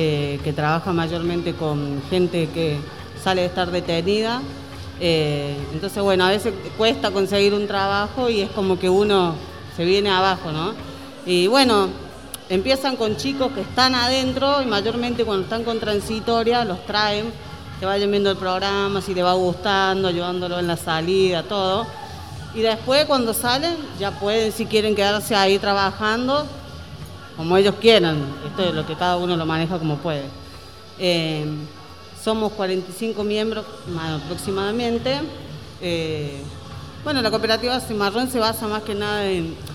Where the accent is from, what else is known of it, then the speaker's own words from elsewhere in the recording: Córdoba, Argentina; now in Buenos Aires, Argentina; Yo soy de Córdoba, hace 13 años que vivo acá en Buenos Aires.